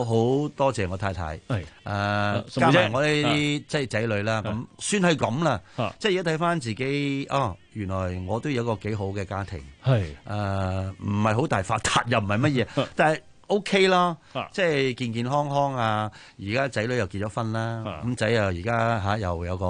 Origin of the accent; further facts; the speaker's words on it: China; 我會講我係中國人咯